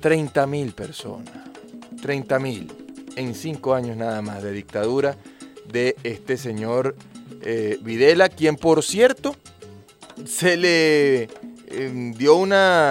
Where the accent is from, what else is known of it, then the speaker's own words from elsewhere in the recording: Venezuela; nosotros como venezolanos